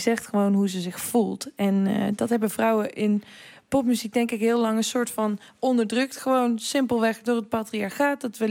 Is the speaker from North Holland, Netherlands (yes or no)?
no; Aalst, Gelderland, Netherlands; De plek waar ik ben opgegroeid, Aalst, Gelderland.